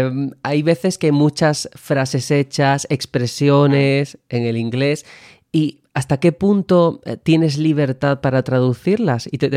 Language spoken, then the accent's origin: Spanish; Andalusia, Spain; now in Madrid, Spain; yo como andaluz, que muchas veces no se me nota, pero soy andaluz, a mí me ocurre que aquí en Madrid, yo por ejemplo, en Andalucía decimos mucho lo de me da coraje, ¿no?